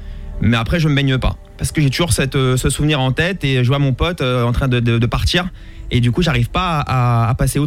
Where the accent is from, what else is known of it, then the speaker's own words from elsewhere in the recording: Mulhouse, Grand Est, France; born there; 31 ans et je suis né à Mulhouse.